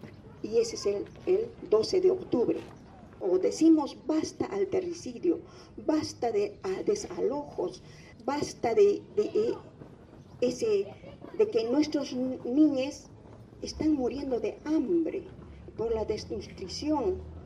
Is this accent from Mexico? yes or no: no; Puno, Peru; soy de Perú, de un pueblito llamado Julipuno, a las orillas del lago Titicaca.